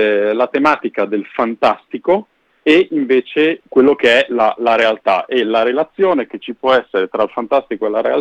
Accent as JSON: {"language": "Italian", "town": "Bolzano", "region": "Trentino-Alto Adige", "country": "Italy", "said": "perché io sono di Bolzano"}